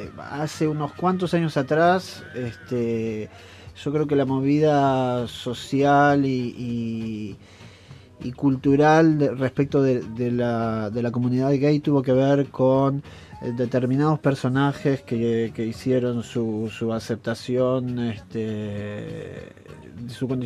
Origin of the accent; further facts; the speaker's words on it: Argentina; Yo fui invitado a ese festival como maestro argentino.